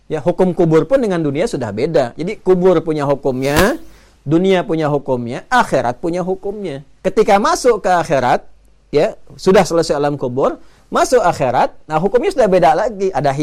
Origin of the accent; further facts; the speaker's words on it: Banten, Indonesia; born there; now in Bekasi, Indonesia; saya tempat tinggal di Bekasi, lahir di Banten.